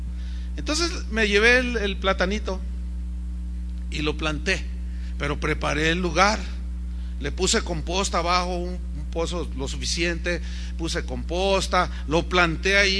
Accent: San Luis Potosí, Mexico; Yo soy de un lugar, soy de San Luis Potosí, donde hay muchas tunas. Y cuando yo era un niño, mi abuelo me enseñó a comerme las tunas en el nopal.

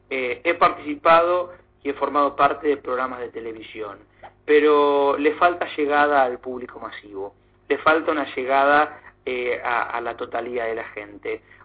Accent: Argentina; para que los argentinos empiecen conociendo lo que nosotros también conocemos, siendo argentinos, ¿no?

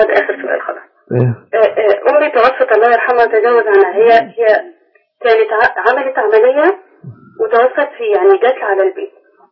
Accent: Egypt; عندنا في مصر

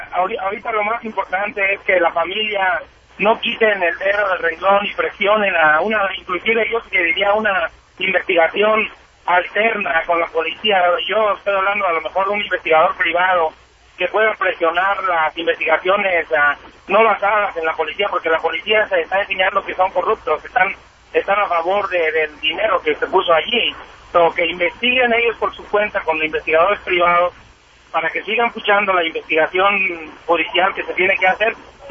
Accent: Mexico; moved away; yo me vine de México hace veintitantos años

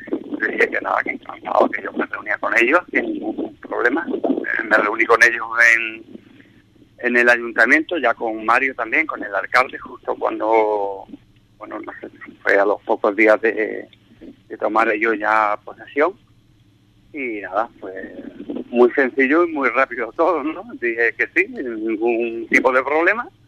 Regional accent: Ubrique, Andalusia, Spain; cuando esté ahí en mi pueblo, pues bueno, empezaré, supongo, a recordar pues toda mi infancia, porque mi infancia ha sido en Ubrique.

